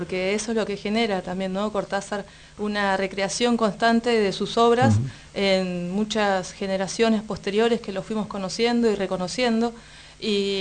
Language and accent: Spanish; Buenos Aires Province, Argentina; Como yo soy de Zona Sur, siempre lo recordamos.